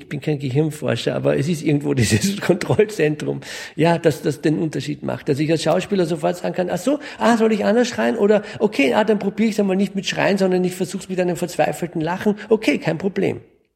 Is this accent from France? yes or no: yes; France; Ich bin in Frankreich groß geworden. Also wir sind immer in einem anderen Land sozialisiert gewesen.